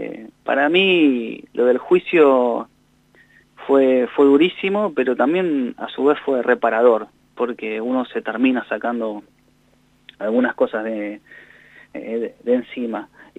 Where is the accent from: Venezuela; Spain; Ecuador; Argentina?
Argentina; Cinco Saltos, Río Negro; born there; Yo nací en Río Negro, en Cinco Saltos